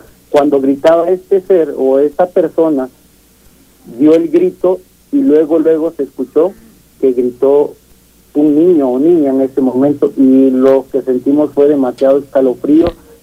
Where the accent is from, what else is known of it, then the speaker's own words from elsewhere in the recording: Catemaco, Veracruz, Mexico; Y yo soy originario de Veracruz.